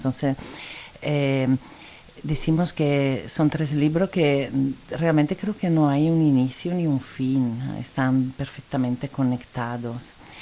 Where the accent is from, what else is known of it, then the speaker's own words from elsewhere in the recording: Italy; Spanish is a second language; diría que por empezar soy seguramente italiana, se escuchará de mi acento.